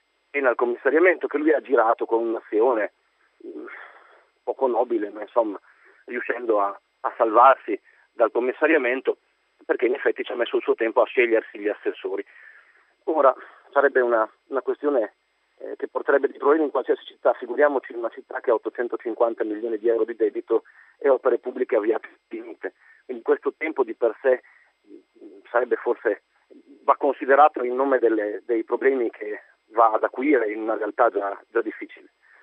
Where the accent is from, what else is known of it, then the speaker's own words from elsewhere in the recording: Reggio Emilia, Emilia-Romagna, Italy; io sono di Reggio Emilia